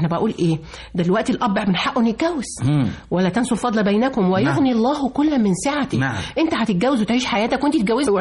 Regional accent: Egypt; مصر اللي بنرفع راسنا بينا في كل حتة وأقول أنا مصري، أنا فرحان إن أنا مصري وأولادي مصريين

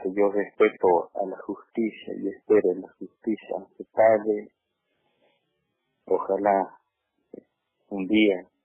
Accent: Misión Chaqueña, Salta, Argentina; now in Misión Salín, Argentina; yo estoy aquí hace 10 años que estoy aquí en mi comunidad Misión Salín. Yo soy nacido, criado en Misión Chaqueña.

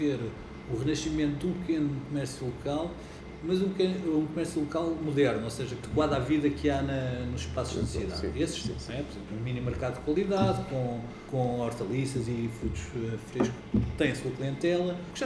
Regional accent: Lisbon, Portugal; now in Fundão, Portugal; que eu vim de Lisboa para aqui

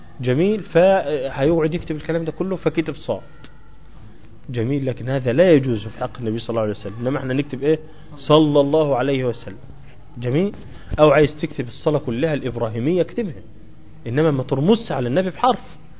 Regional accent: Egypt; أيوة زي الإمام الأكبر عندنا في مصر.

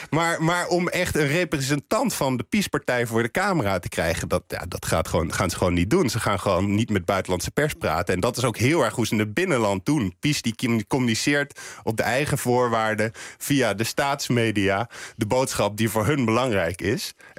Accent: Netherlands; En als ze dan ook nog eens horen dat we uit Nederland komen, dan wordt het helemaal erg.

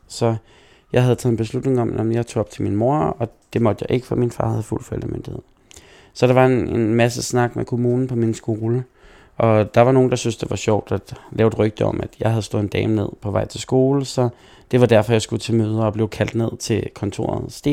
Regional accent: Herlev, Capital Region of Denmark, Denmark; jeg er en rigtig Herlev-dreng, så jeg er både født på Herlev Hospital og har blevet der lige siden. Har ikke rykket mange kilometer fra min, hjemhus

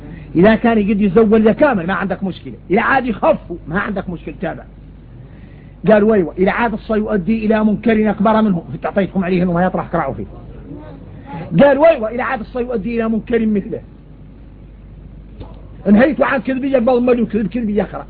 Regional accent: Mauritania; عندنا إحنا موريتاني

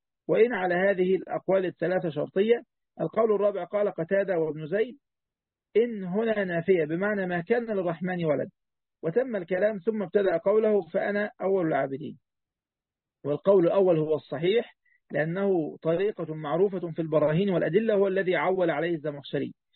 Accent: Egypt

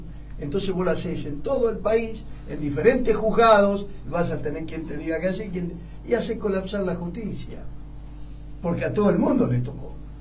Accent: Argentina; vos fijate qué idiota que somos los argentinos

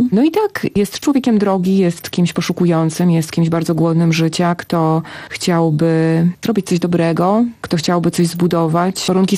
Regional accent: Masovian Voivodeship, Poland; Tak, ja się urodziłam w Warszawie, wychowałam się na Mazowszu, ale wychowałam się pod Warszawą, dokładnie w miejscu, gdzie Bóg zbiega się z Narwią.

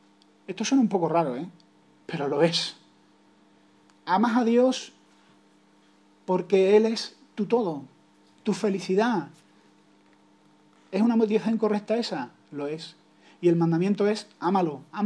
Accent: Andalusia, Spain; Yo que tengo, como andaluz, tengo una vena humorística

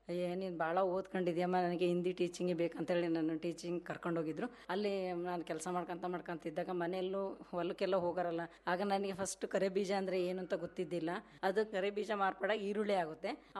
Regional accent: Shivamogga, Karnataka, India; ನಮ್ಮ ತಂದೆ ಅವರು ಮಾಸ್ಟ್ರು, ಮೂಲತಃ ನಾವು ಶಿವಮೊಗ್ಗದವರು. ನಂದು ವಿದ್ಯಾಭ್ಯಾಸ ಬಂದು BA BEd ಆಗಿತ್ತು.

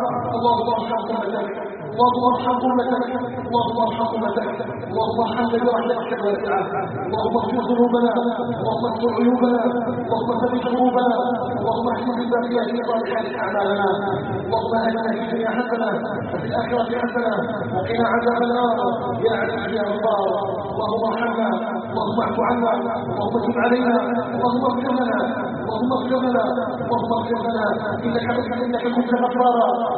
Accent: Algeria; اللهم اجعل بلدنا الجزائر بلدنا امنا مطمئنا

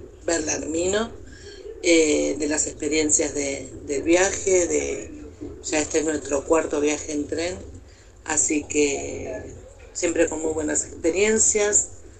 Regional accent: Buenos Aires, Argentina; soy de Buenos Aires.

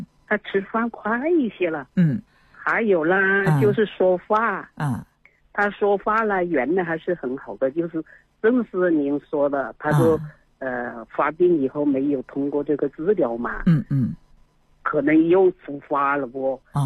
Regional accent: Changsha, Hunan, China; now in Beijing, China; 我是长沙人，湖南的，

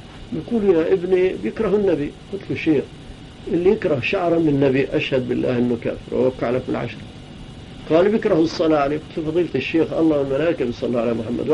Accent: Palestine; accent: Palestinian; استحى، شاف لهجتي فلسطينية استحى شوية

